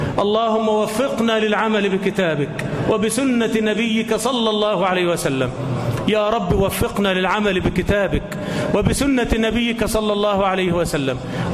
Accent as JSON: {"language": "Arabic", "country": "Egypt", "said": "اللهم اجعل بلدنا مصر آمنة مطمئنة"}